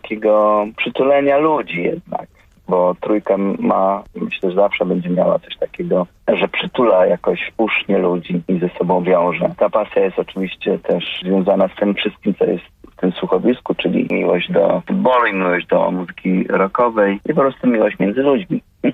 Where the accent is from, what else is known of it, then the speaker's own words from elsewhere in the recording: Rzeszów, Subcarpathian Voivodeship, Poland; Ja wychowałem się w Rzeszowie